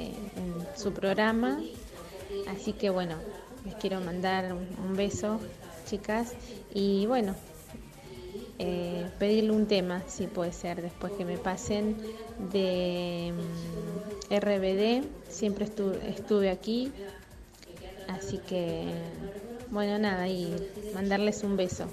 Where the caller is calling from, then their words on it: Quilmes, Buenos Aires Province, Argentina; Yo soy acá de Quilmes